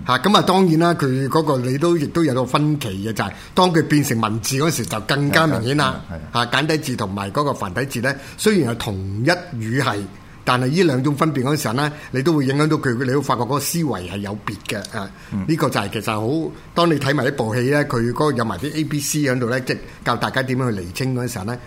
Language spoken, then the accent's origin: Cantonese; China; 這個最啱我哋中國人去講呢